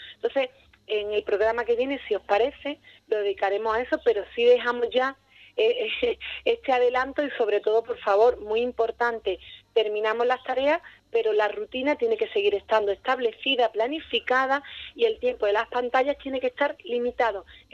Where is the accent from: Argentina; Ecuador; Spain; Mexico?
Spain; Ubrique, Andalusia; hombre, soy de Ubrique, conozco muy bien cómo es la circunstancia